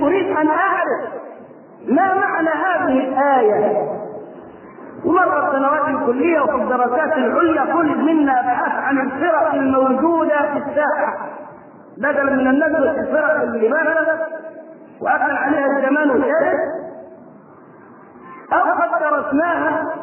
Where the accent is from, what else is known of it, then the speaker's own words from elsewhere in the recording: Egypt; وبدا ينتشر فكر التكفير في قرى مصر ومدنها وصل الى قريتنا